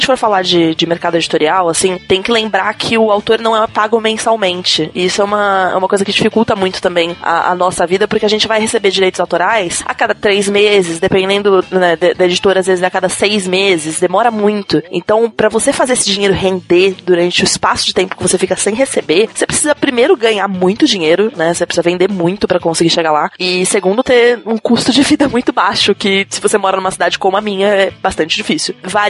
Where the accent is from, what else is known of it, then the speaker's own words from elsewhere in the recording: São Paulo, Brazil; Bom, eu sou natural de São Paulo, vivo em São Paulo a minha vida inteira